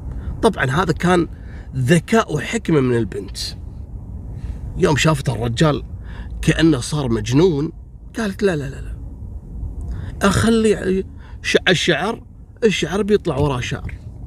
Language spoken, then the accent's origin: Arabic; Kuwait; نفس الحادث حصلت عندنا في الكويت